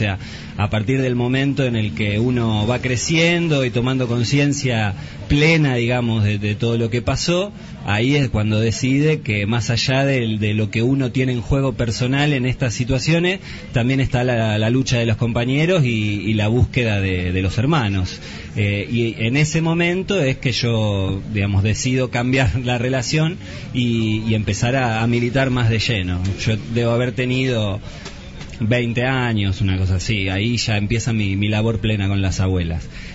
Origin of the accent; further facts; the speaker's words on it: Rosario, Santa Fe, Argentina; Sí, soy de Rosario, estoy de visita acá en El Bolsón